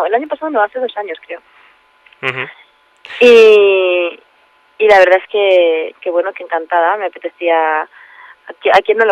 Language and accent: Spanish; Barcelona, Catalonia, Spain; now in Madrid, Spain; yo me vine de Barcelona a Madrid